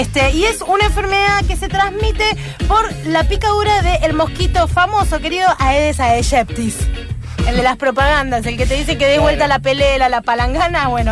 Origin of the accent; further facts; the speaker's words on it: Buenos Aires, Argentina; Somos profundamente porteños, es algo que no está bueno.